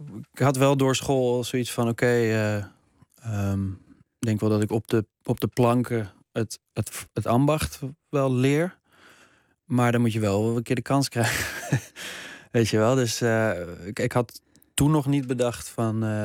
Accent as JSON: {"language": "Dutch", "town": "Amsterdam", "region": "North Holland", "country": "Netherlands", "said": "Ik kom zelf uit Watergasmeer. Dus een rare combinatie van aanzien en geld en dure scooters."}